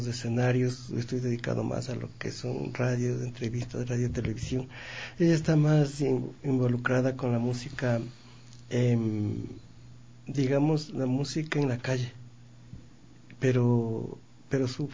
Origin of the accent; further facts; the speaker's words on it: Ecuador; la falta de apoyo que existe en mi país. La falta de apoyo al talento, al artista ecuatoriano.